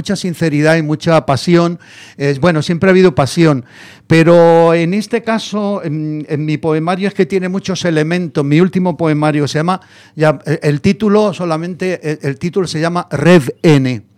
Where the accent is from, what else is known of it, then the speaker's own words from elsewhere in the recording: Granada, Andalusia, Spain; now in Madrid, Spain; Me dice que yo soy Madrid de Granada o Granada de Madrid, que en esperanto significa madrileño a lo granadino o granadino a lo madrileño. Y efectivamente, yo me vine en el año 68, son 50 años. En septiembre hará 50 años que estoy aquí.